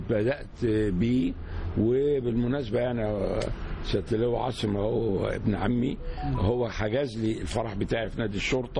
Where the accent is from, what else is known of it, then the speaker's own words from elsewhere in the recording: Egypt; قلت ليه إحنا كمصريين ما يبقاش عندنا مستعدين المصانع